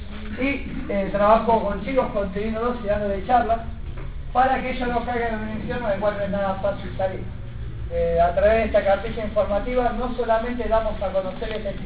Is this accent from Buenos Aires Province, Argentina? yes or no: yes; La Reja, Buenos Aires Province, Argentina; Yo vengo de acá de La Reja, del partido de Moreno.